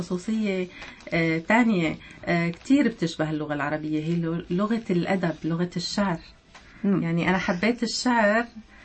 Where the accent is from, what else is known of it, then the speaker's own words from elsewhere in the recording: Damascus, Damascus Governorate, Syria; طبعا أنا ولدت وعشت في دمشق، بالصيف مثل كل الأسر نجي على طرطوس، نجي زيارات.